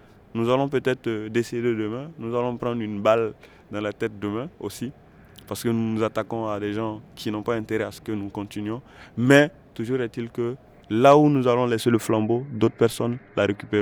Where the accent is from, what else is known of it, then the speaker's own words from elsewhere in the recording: Burkina Faso; on a eu l'occasion en tout cas de témoigner en tant que Burkinabé de ce que nous vivons au niveau local